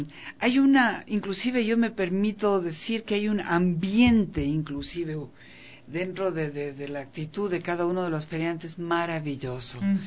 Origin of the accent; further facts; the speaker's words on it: Ecuador; si nosotros como ecuatorianos no lo apoyamos